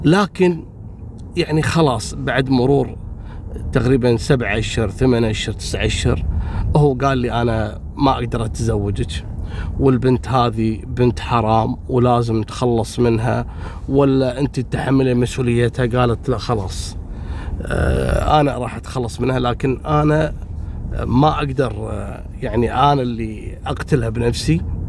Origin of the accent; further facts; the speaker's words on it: Kuwait; يا جماعه بقول لكم شيء، عندنا في الكويت قانون